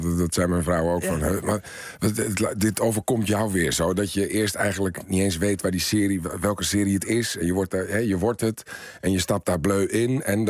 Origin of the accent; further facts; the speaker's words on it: Italy; Ik ben opgegroeid in Italië.